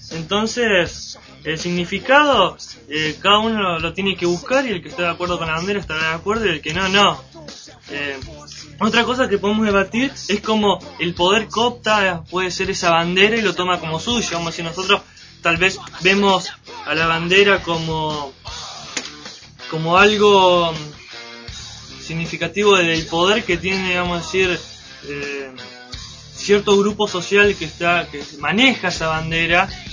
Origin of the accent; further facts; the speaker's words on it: Argentina; porque todos somos argentinos, somos representados por esa bandera